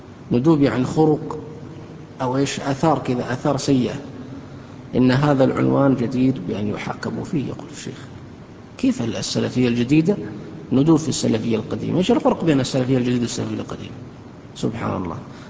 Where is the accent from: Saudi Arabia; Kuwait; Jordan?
Saudi Arabia; عندنا في السعودية